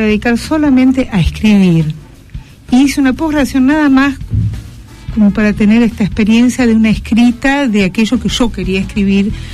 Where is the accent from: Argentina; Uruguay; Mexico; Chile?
Argentina; now in Brazil; Yo soy argentina, nacionalizada brasilera.